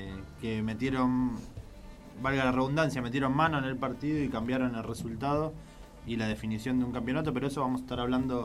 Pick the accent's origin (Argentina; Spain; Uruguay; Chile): Argentina; Como buen futbolista, buen argentino que le gusta el fútbol.